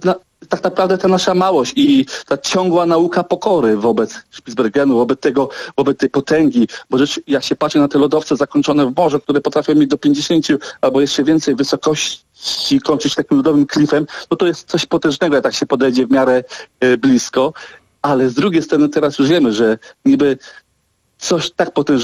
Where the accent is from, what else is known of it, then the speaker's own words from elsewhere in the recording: Dziwnów, West Pomeranian Voivodeship, Poland; Ja pochodzę z miejscowości Dziwów nad Morzem.